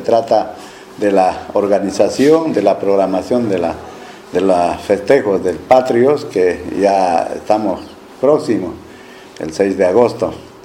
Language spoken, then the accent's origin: Spanish; Bolivia; para mostrar el civismo, ¿no? como bolivianos.